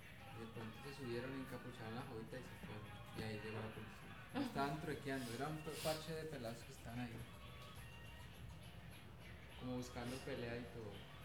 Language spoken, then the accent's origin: Spanish; Pasto, Nariño, Colombia; yo soy de Pasto.